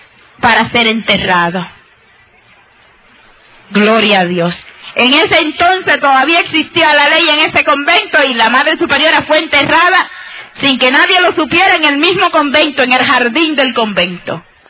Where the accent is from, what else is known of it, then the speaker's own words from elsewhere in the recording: Moca, Puerto Rico; also born or lived in San Sebastián; mis padres para ese entonces vivían en Moca. Desde que yo tengo, yo creo que nosotros salimos de San Sebastián como a una edad, quizás yo tendría 4 o 5 años.